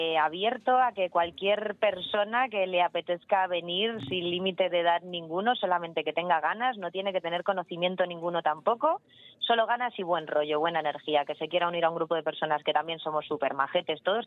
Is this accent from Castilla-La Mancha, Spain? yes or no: no; Madrid, Community of Madrid, Spain; yo he nacido en la Ventilla, me he criado allí y hace 9 añitos que me mudé